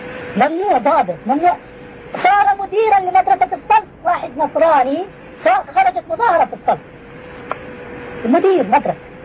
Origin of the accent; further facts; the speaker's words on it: Jordan; مليلين نحن في عندنا في الأردن